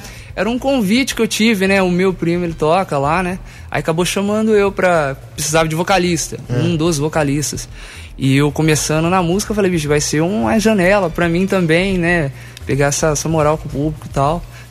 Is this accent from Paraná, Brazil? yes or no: no; Mococa, São Paulo, Brazil; also born or lived in Itanabi; Eu nasci em Itanabi. Perto de São José do Rio Preto, aqui em São Paulo, e fui criado em Mococa desde os meus 4 anos de idade.